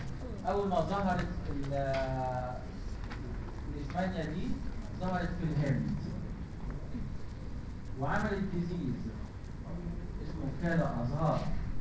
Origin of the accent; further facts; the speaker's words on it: Egypt; سمينا الليشمانيا عندنا في مصر الليشمانيا إنفانتم إنفانت